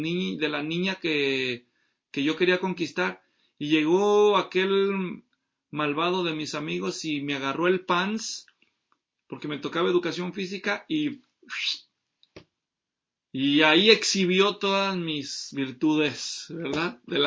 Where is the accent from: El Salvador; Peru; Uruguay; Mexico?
Mexico; Yo crecí en México, soy mexicano, para los que nos ven en otros países.